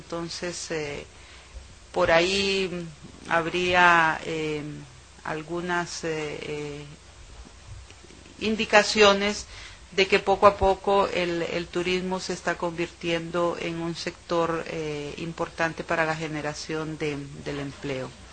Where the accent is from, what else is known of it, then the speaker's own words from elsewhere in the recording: Honduras; en Centroamérica somos los segundos en turismo